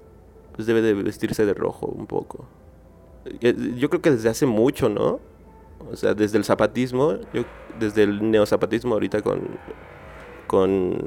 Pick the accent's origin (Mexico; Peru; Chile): Mexico; State of Mexico; yo soy de Nesa, ¿no? O sea, yo ahí nací, ahí crecí, ahí me hice, ahí aprendí a tocar la guitarra